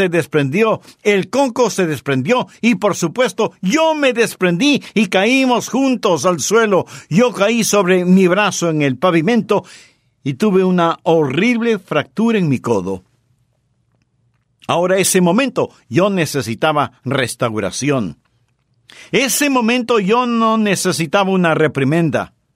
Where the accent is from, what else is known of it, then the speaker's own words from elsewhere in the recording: Florida, United States; Yo sí. Fui criado en la Florida y en donde vivíamos había muchos cocoteros.